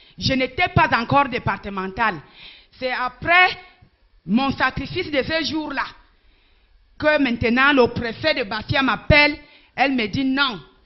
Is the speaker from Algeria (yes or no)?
no; Ombessa, Centre, Cameroon; Je suis donc descendue chez moi à Ombessapuro, la sensibilisation.